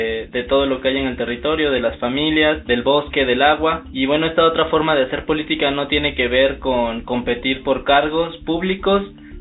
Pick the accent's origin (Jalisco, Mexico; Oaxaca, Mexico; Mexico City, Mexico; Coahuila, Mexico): Oaxaca, Mexico; soy oaxaqueño de la Sierra Sur.